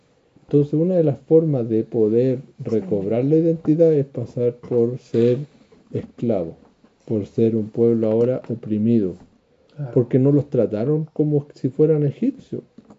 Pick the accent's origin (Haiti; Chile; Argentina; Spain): Chile; nosotros como chilenos, les dije una vez que hicieran esa tarea